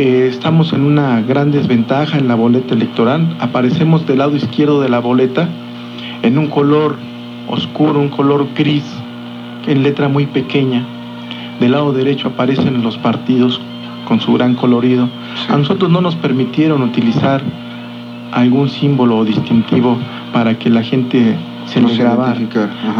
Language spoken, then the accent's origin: Spanish; Tultitlán, State of Mexico, Mexico; Soy del estado de México, nací en Tultitlán.